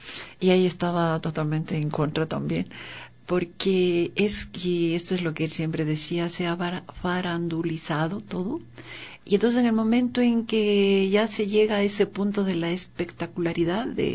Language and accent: Spanish; Quito, Pichincha, Ecuador; Porque yo, para mí era Quito, mi ciudad, mi país, mi continente, mi todo.